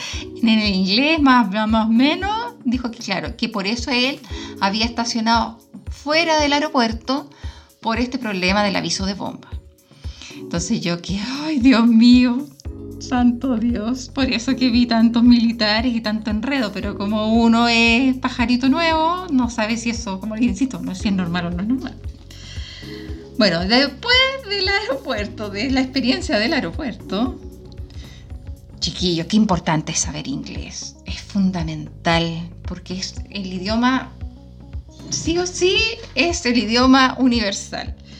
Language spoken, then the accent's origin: Spanish; Magallanes, Chile; Por suerte que soy magallánica, por si no me muero.